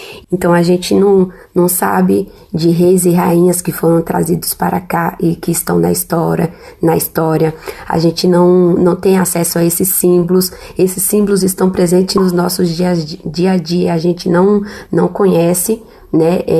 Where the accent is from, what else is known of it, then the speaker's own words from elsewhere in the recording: Brazil; E a gente, nós, como brasileiros, né, deveríamos conhecer.